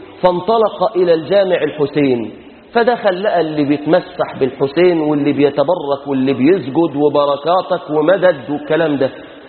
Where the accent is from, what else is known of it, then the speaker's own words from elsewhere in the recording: Egypt; اللهم أصلح شأننا في بلادنا مصر، اللهم احفظنا واحفظ بلادنا من كل فتنة وسوء